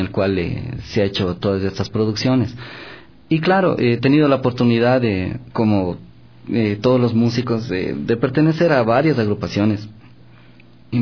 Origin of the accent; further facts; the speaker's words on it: Ecuador; Como sudamericanos, como ecuatorianos, tenemos nuestra idiosincrasia y nuestras raíces